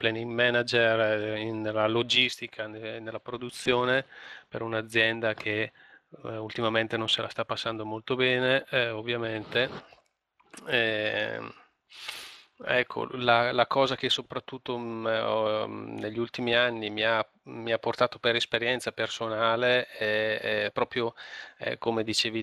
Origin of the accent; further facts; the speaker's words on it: Brescia, Lombardy, Italy; now in Bergamo province, Italy; sono di Brescia e vivo nella provincia di Bergamo, ho 45 anni